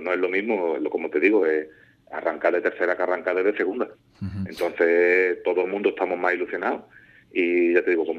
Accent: Puerto Serrano, Andalusia, Spain; Y estuve ayudando primero aquí en mi pueblo, en Puerto Serrano, con el equipo juvenil.

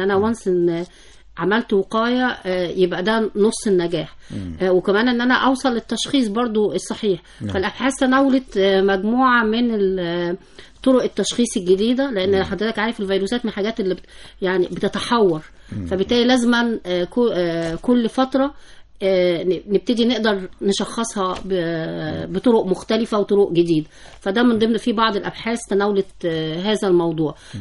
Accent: Egypt; الحقيقة احنا كبيئة مصرية طبعا بنعاني من أمراض كتيرة

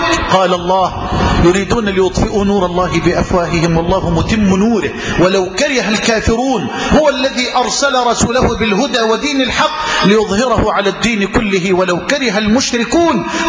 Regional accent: Egypt; اللهم اجعل بلدنا مصر واحة للأمن والأمان

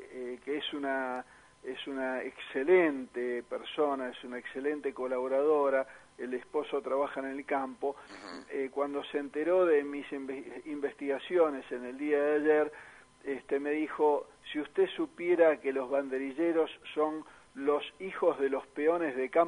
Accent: Argentina; vamos a involucrarnos un poco más como argentinos

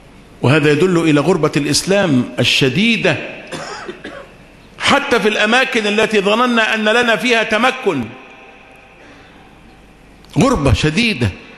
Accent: Egypt; اما احنا مصريين ناس اهل حريات

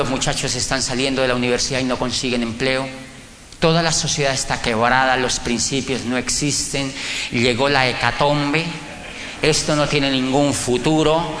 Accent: Colombia; moved away as an adult; now in Europe; Y yo le dije, yo vengo de Colombia.

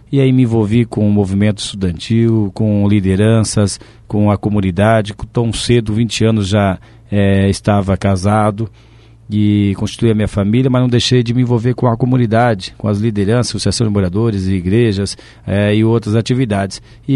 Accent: Foz do Iguaçu, Paraná, Brazil; Depois, com um ano de idade, viemos morar aqui na entrada da favela do cemitério. Com 4 anos de idade, fomos morar no Jardim Santa Rita, onde moro até hoje.

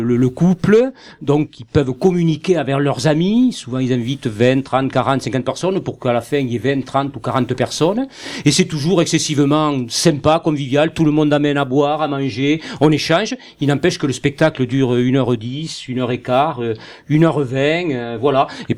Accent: Southern France, France; accent: southern French; lorsque j'ouvre la bouche et que j'ai l'accent du sud

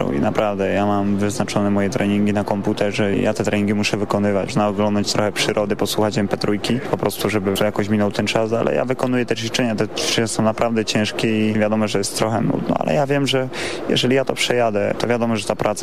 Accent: Lesser Poland, Poland; born there; ja się urodziłem w górach, niedaleko Krakowa, niedaleko Zakopanego

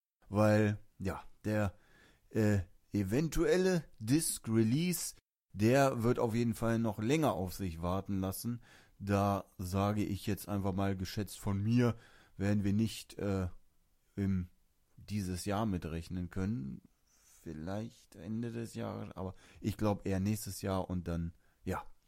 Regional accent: Germany; dann ist man natürlich privilegiert, sag ich mal, jetzt von uns als Deutscher aus gesehen.

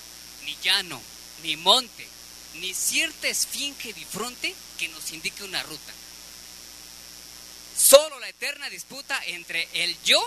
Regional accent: Puebla, Mexico; yo soy del estado de Puebla y pues vengo aquí al DF a pasar un rato con mi familia

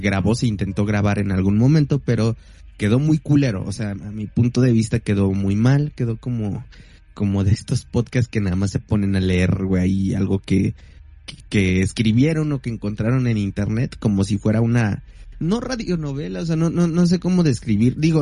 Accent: Mexico; Yo creo que como mexicano es una de las leyendas que con la que tuviste contacto, uh-huh, desde muy pequeña edad.

